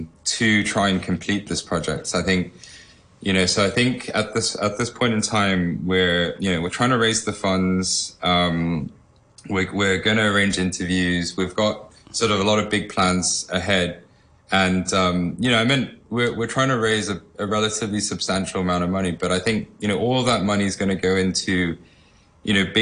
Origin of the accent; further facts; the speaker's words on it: Hong Kong; I'm a local boy, I'm born and brought up in Hong Kong.